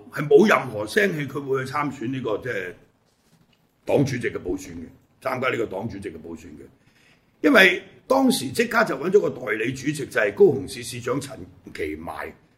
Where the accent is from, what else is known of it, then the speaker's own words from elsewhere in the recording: Hong Kong; 我哋香港人啊，或者對台灣政治唔係好了解